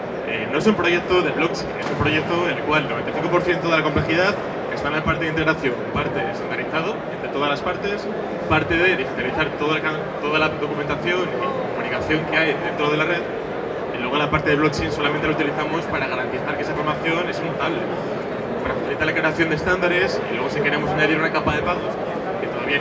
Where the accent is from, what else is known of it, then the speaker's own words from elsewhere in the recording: Asturias, Spain; que está en mi tierra, en Asturias